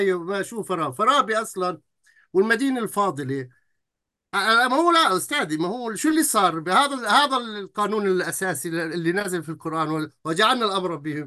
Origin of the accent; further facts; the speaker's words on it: Palestine; أنا من فلسطين، أنا من داخل الفلسطيني